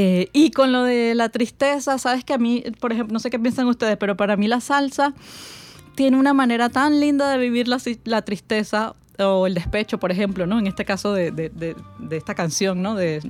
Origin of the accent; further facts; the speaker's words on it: Venezuela; also born or lived in Spain; mi experiencia como venezolana. Y creo que era mucho más fuerte porque, como venía de España y de unos cuantos años de vivir en España